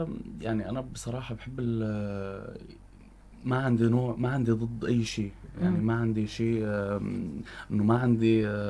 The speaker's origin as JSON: {"language": "Arabic", "town": "Homs", "region": "Homs Governorate", "country": "Syria", "said": "ما عم يصير دعم لموضوع التربيه الموسيقيه والكليه بشكل عام عندنا بحمص"}